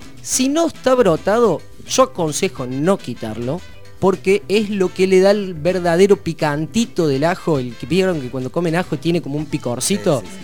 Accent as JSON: {"language": "Spanish", "region": "Córdoba", "country": "Argentina", "said": "de donde yo vengo, de la santa provincia de Córdoba, la República Independentista de Córdoba, se acostumbra mucho a consumir baña cauda"}